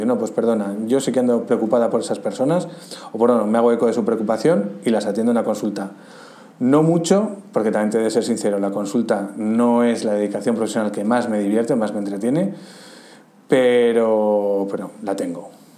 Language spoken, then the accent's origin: Spanish; Pamplona, Navarre, Spain; estando yo viviendo en Pamplona, que es de donde soy